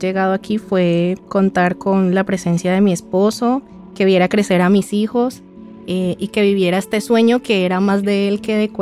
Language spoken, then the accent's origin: Spanish; Colombia; moved away as an adult; now in Spain; Vinimos de Colombia con nuestros dos hijos. Queríamos buscar oportunidades. También veníamos huyendo como de tanta violencia que se vive en nuestro país. Somos colombianos.